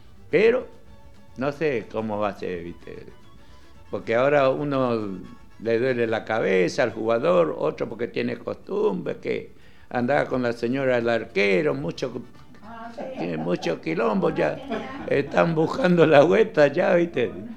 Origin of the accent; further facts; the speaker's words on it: Corrientes, Argentina; moved away; Bueno, yo soy un correntino, muy correntino del campo, ¿no? Cuando vine acá, vine con alpargata.